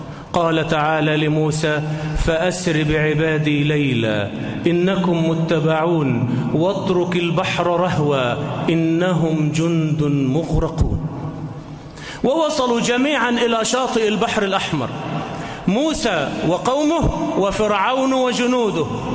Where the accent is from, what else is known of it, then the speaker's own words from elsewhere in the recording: Egypt; اللهم احفظ بلدنا مصر آمنة مطمئنة